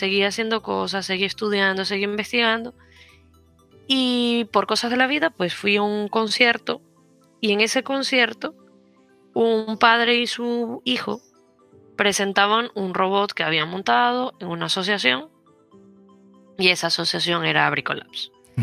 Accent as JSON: {"language": "Spanish", "country": "Venezuela", "said": "Pero luego, bueno, yo soy de Venezuela."}